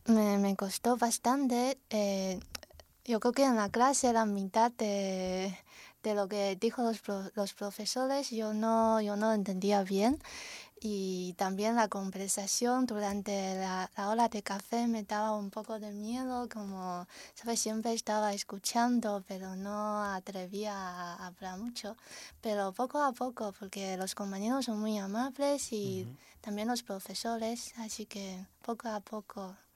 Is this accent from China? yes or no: yes; Quanzhou, Fujian, China; Spanish is a second language; Vengo de una ciudad que se llama Quanzhou, que está en la costa oriental de China. Está justo enfrente de Taiwán. Y bueno, es una ciudad pequeña en China, aunque tiene 6 millones de habitantes, pero consideramos una ciudad pequeña.